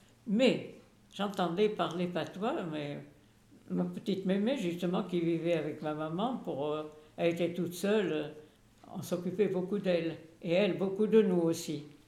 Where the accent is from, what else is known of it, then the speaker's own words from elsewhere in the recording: Oradour-sur-Vayres, Nouvelle-Aquitaine, France; born there; Je suis née à Oradour-sur-Vair.